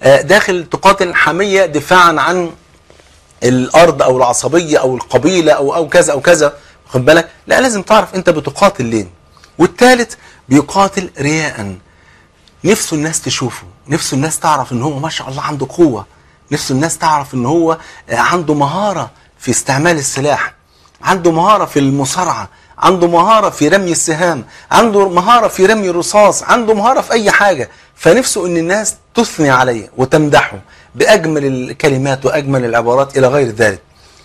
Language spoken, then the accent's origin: Arabic; Egypt; عارف المثل اللي عندنا في مصر